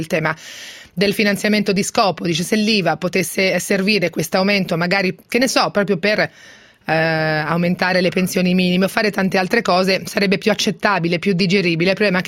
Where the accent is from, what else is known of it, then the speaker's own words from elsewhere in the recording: Marche, Italy; io sono marchigiana